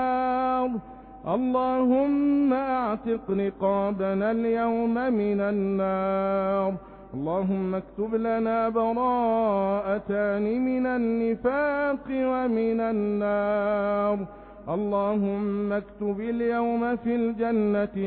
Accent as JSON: {"language": "Arabic", "country": "Egypt", "said": "اللهم ربنا احفظ بلدنا مصر بحفظك"}